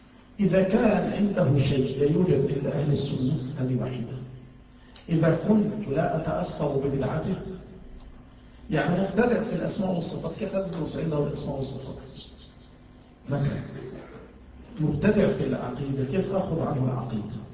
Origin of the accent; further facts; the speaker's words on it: Mansoura, Dakahlia, Egypt; يعني عندنا في المنصورة